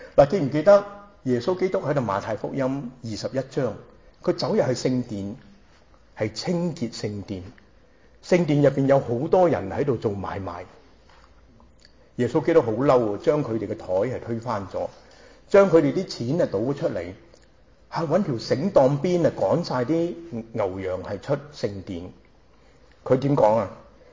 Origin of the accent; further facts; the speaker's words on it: Hong Kong; born there; 我呢就係上海人，喺香港出世。